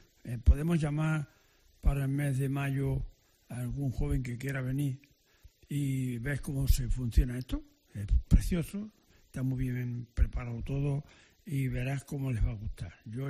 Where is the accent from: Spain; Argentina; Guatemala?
Spain; moved away; vacaciones 15 días a España. Anda, chúpate ese niño. Y se va, si Dios quiere, lo pasaré bien, porque voy a mi tierra.